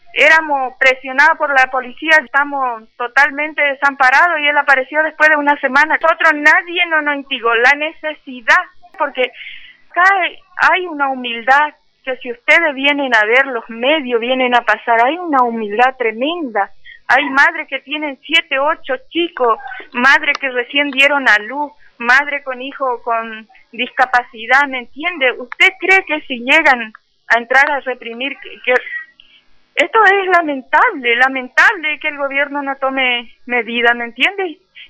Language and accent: Spanish; Argentina; Somos ciudadanos argentinos que reclamamos nuestros derechos.